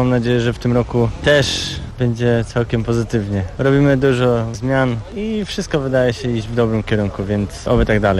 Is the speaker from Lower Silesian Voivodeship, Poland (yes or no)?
yes; Wrocław, Lower Silesian Voivodeship, Poland; ja jestem z Wrocławia, cieszę się, że do tej pory mogę jeździć we Wrocławiu